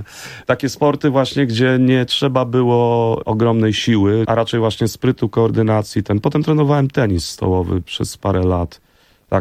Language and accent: Polish; Warsaw, Masovian Voivodeship, Poland; ja jestem z Grochowa częściowo jestem ze Stegiem, to jak zwykle w Warszawie, tam ludzie się przeprowadzają